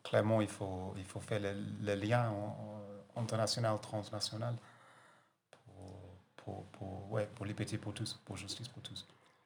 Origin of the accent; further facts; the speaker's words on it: Brighton, South East England, United Kingdom; French is a second language; je viens de Brighton.